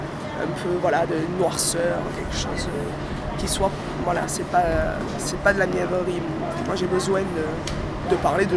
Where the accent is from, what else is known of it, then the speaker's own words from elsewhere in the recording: Marseille, Provence-Alpes-Côte d'Azur, France; moved away as an adult; now in Paris, France; J'ai fait mes études aussi à Marseille, et je suis montée à Paris à 20 ans.